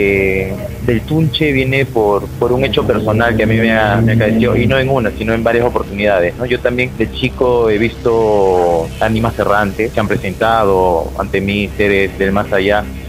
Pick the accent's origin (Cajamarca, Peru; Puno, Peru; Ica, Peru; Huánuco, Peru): Huánuco, Peru; Tingo María; Yo estoy enamorado de Tengo María, me gusta, desde pequeño siempre me ha gustado. Ahora, cabe recalcar de que yo en mi niñez he vivido por periodos en la selva y por periodos acá.